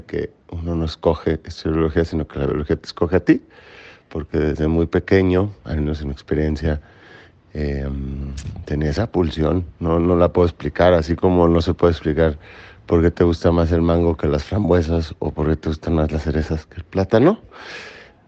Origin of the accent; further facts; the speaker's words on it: Mexico City, Mexico; born there; also born or lived in Los Mochis; tengo 41 años. Nací con un pie en la Ciudad de México y el otro en Los Mochis, Sinaloa.